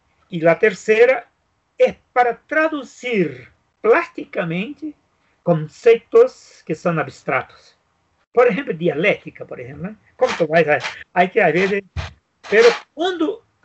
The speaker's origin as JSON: {"language": "Spanish", "country": "Brazil", "second_language": "Spanish", "said": "nosotros vivimos en Brasil. Entonces, yo soy el pocos brasileños que conoce todo el país, todo, todo."}